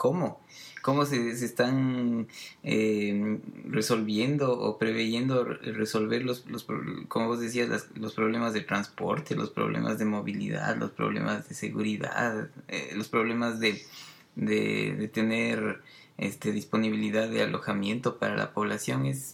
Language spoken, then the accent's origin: Spanish; Quito, Pichincha, Ecuador; obviamente yo soy de Quito y que ahí tengo mi familia y mis amigos